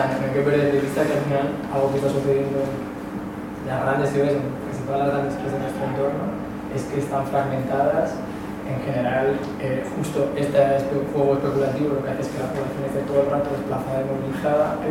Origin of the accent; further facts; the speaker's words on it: Madrid, Community of Madrid, Spain; Yo vengo de Madrid